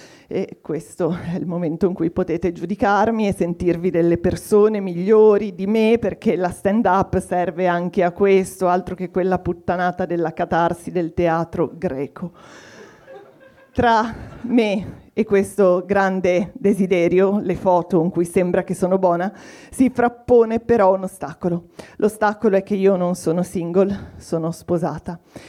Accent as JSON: {"language": "Italian", "region": "Liguria", "country": "Italy", "tie": "born there", "lives_now": "Milan, Italy", "said": "però io sono nata a Ligure, quindi sono particolarmente oculata nei confronti dei soldi che escono dalle mie tasche, ma vivo anche a Milano da 20 anni"}